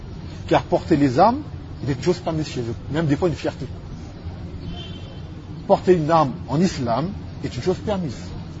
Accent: Martinique; Je ne suis pas d'origine yéménite, je suis martiniquais, d'accord.

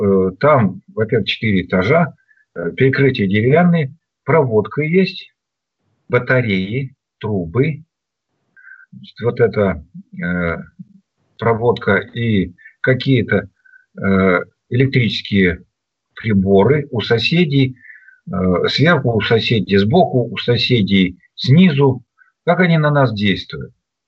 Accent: Vologda, Vologda Oblast, Russia; now in Moscow, Russia; Я когда приезжаю из Москвы в Вологду, тоже уже на вокзале, я дома. Уже так все знакомо. Подхожу к деревне, я дома.

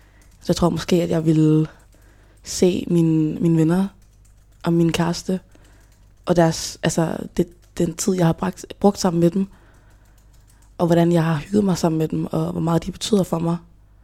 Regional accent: Hjørring, North Denmark Region, Denmark; also born or lived in Democratic Republic of the Congo; så kom jeg hertil som 3-årig fra Congo, DR, som flygtning. Og vi landede så i Hjørring, som er, hvor jeg er fra.

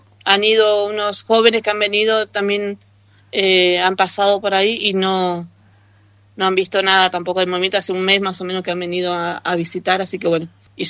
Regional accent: Villa Regina, Río Negro, Argentina; De Río Negro, del Alto Valle de Río Negro, Villa Regina. Vine con un proyecto de los salesianos como voluntaria y bueno, y me quedé.

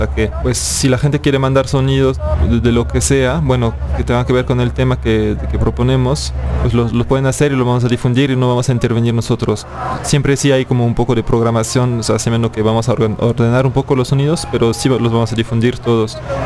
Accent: France; now in Mexico; soy francés de origen, vivo en México

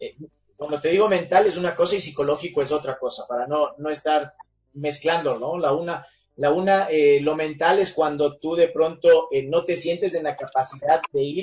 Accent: Ecuador; si es que uno, como ecuatoriano, dice, y bueno, che, ya se agrandó este

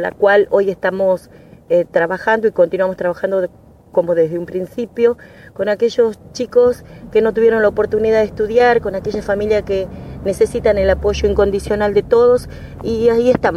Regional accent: Salta, Argentina; soy de Salta, también tenemos una radio comunitaria

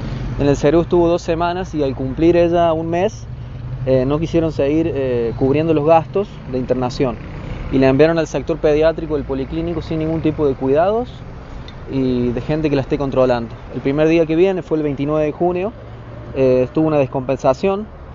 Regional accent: San Luis, Argentina; somos de San Luis, pero el lugar más cercano para tener familias era Villa Dolores, ya que la mamá es de La Finur, un pueblo de San Luis.

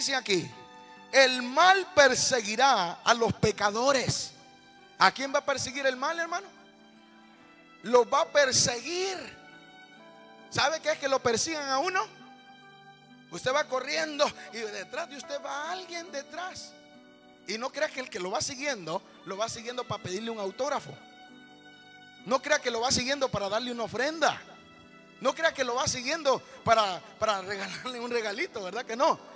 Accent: Honduras; Humanamente, como buen catracho, me enojé y dije: ay, condenado, dije.

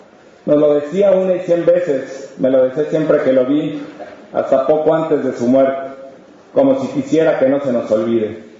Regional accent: San Pedro Tlanisco, State of Mexico, Mexico; soy originario de San Pedro Tlanisco, Estado de México, pueblo indígena náhuatl. Me encuentro recluido en la cárcel de Santiaguito, Almoloya de Juárez

